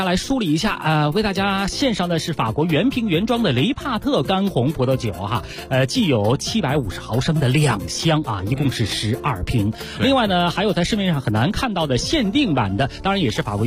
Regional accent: Beijing, China; 尤其咱们北京人对于羊肉呢有特殊的情怀

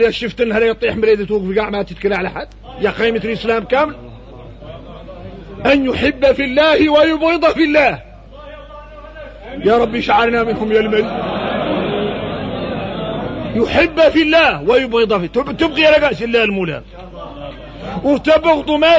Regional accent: Mauritania; احنا موريتاني نعرفوا شكل من النفاق

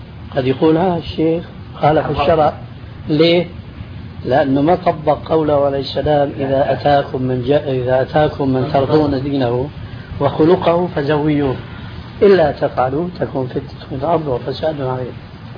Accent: Syria; عندنا في سوريا كنا يلبسن لملاية الزم

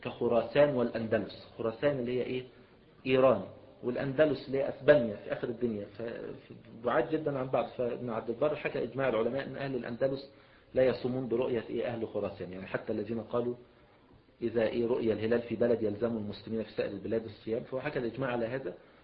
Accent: Egypt; مثلا السلوم مثلا عندنا في مصر

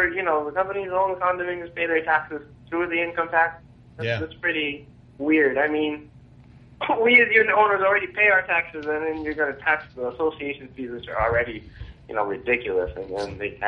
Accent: Mandaluyong, Metro Manila, Philippines; I'm from Mandaluyong.

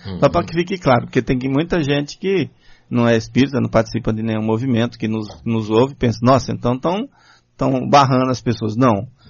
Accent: Bahia, Brazil; quando o pessoal sabe que eu sou baiano

